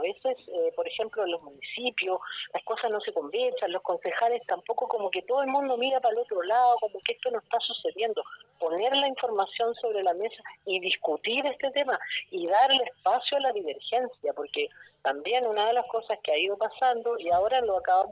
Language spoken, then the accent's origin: Spanish; Chile; cómo nosotros, como chilenos, no podemos defender algo